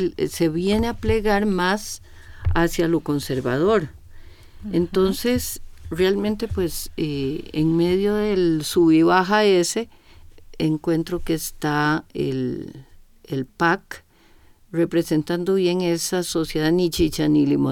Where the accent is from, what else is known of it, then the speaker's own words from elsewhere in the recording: Costa Rica; Timorato, ni chicha ni limonada, pero es que así somos los ticos.